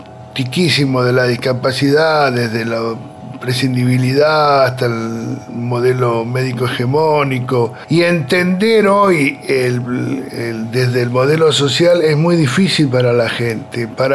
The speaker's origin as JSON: {"language": "Spanish", "town": "Bariloche", "region": "Río Negro", "country": "Argentina", "tie": "born there", "said": "Soy nacido en Bariloche, tengo 64 años."}